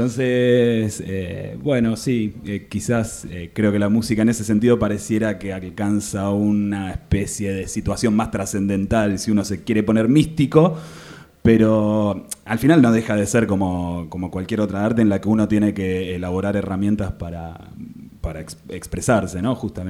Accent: Buenos Aires, Argentina; Soy de Buenos Aires. Soy músico, soy escritor.

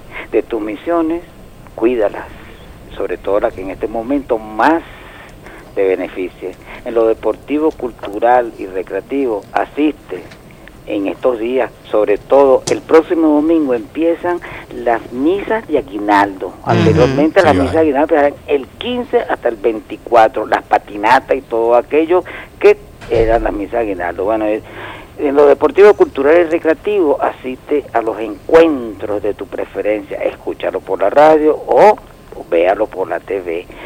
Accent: Venezuela; como venezolanos que somos

